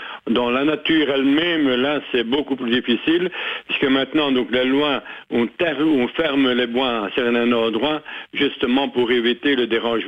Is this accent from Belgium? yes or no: yes; Saint-Hubert, Wallonia, Belgium; on est en plein dedans à l'heure actuelle, en tout cas chez nous à Saint-Hubert